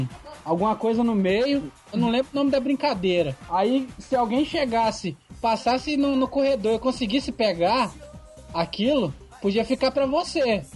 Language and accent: Portuguese; Vitória, Espírito Santo, Brazil; Aqui eu sou do Espírito Santo, Vitória, né?